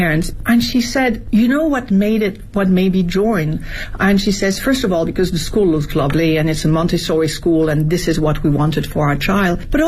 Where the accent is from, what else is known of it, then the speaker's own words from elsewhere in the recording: France; now in China; My environment, as I was growing up in France, we never would have questioned it, but now we do.